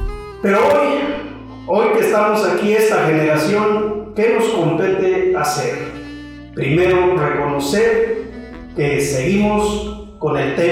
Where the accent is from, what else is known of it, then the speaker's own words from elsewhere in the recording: Mexico; qué valores son propias que tenemos que construir como sujetos interculturales, como mexicanos?